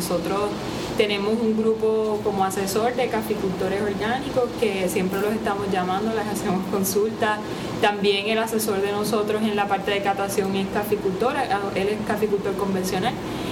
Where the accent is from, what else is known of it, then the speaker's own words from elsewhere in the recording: Utuado, Puerto Rico; yo soy de Utuado originalmente y crecí en este recinto